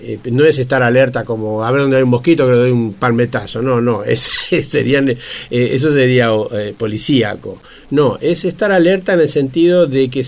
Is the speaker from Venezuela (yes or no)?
no; Argentina; Bueno, soy argentino.